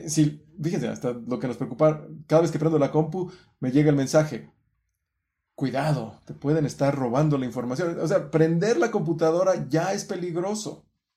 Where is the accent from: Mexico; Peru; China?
Mexico; Es como los mexicanos. Estamos cansados de la violencia, estamos cansados de la corrupción de casi 100 años que ha vivido nuestro país.